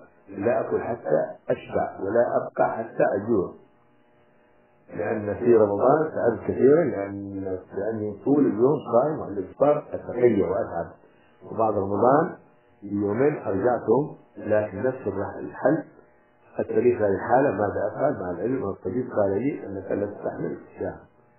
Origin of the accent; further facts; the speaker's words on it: Hadramawt, Yemen; القنفذ إحنا عندنا في حضرموت كانوا يأكلونه